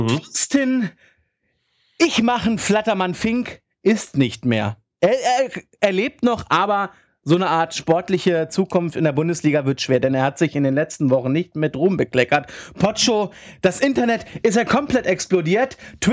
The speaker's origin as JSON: {"language": "German", "region": "Hamburg", "country": "Germany", "said": "Ich würde als Hamburger sagen, zwar ein Erzrivale"}